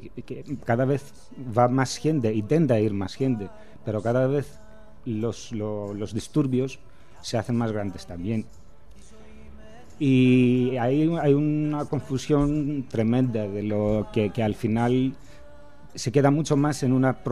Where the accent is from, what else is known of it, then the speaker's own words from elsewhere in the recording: Athens, Attica, Greece; Spanish is a second language; Yo he crecido en Atenas.